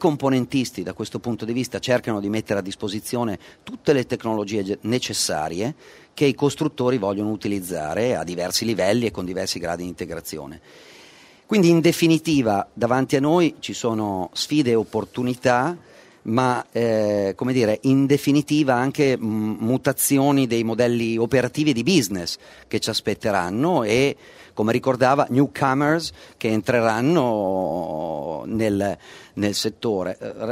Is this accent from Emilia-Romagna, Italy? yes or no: yes; Emilia-Romagna, Italy; non posso da emiliano dire